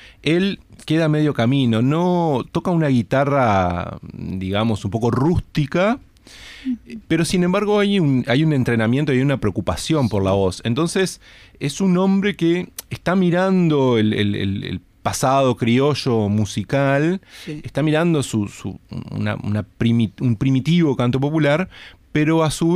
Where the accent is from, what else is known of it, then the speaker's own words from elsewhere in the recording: Salto, Uruguay; Yo que soy salteño siempre tengo que siempre tengo que nombrar a algún salteño.